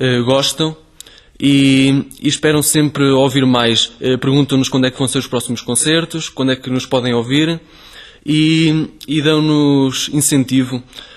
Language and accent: Portuguese; Torrozelo, Centro, Portugal; pessoas da minha terra, que eu vivo em Torrozelo